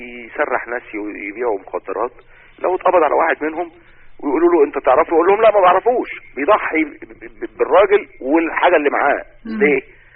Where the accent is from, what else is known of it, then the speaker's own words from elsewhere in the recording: Cairo, Cairo Governorate, Egypt; من القاهره.